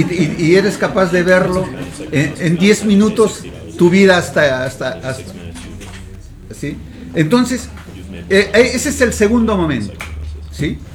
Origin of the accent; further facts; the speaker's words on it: Pucallpa, Ucayali, Peru; en Cusco, en mi tierra, en Pucallpa